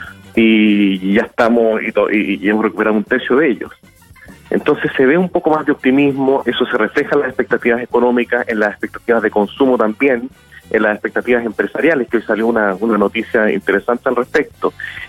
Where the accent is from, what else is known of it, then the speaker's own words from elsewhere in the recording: Chile; porque como buen chileno, vamos a último minuto a comprar los regalos de Navidad.